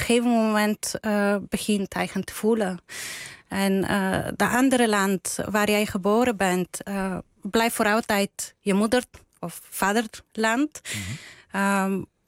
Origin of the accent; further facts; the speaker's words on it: Bulgaria; Dutch is a second language; Mijn partner is Duits, ik ben Bulgaars. Wij spreken met elkaar Engels.